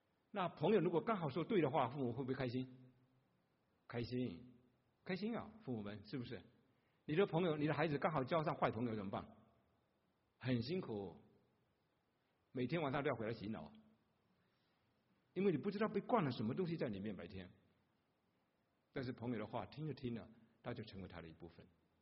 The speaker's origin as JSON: {"language": "Chinese", "town": "Fuzhou", "region": "Fujian", "country": "China", "accent": "Fujian Mandarin", "first_language": "Fuzhounese", "second_language": "Chinese", "said": "那就是我们福州人讲的普通话，我们的语言里面福州话没有佛这个音，所以我们只有挥来挥去，是飞来飞去的。"}